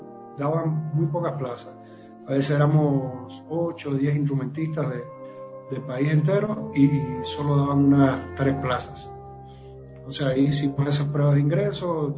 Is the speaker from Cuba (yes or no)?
yes; Matanzas, Cuba; Yo soy cubano y bueno, 10 años vivo aquí en Cuba, pero bueno, comencé mis estudios a los 10 años en la Escuela de Artes de la provincia donde yo